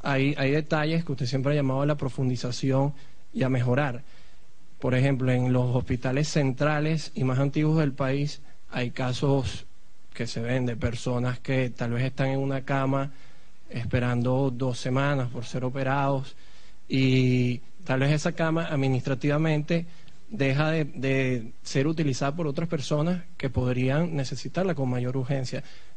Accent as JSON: {"language": "Spanish", "town": "Caracas", "region": "Capital District", "country": "Venezuela", "said": "yo soy de Caracas."}